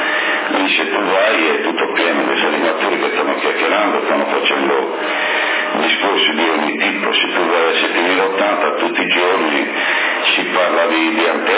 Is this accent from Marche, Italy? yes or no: no; Sassari, Sardinia, Italy; Io sono di Sassari e appartengo alla sezione di Sassari